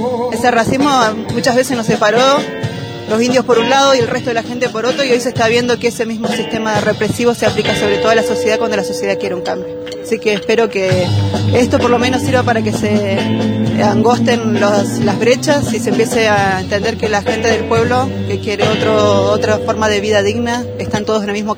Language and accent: Spanish; Bariloche, Río Negro, Argentina; soy de acá de Bariloche.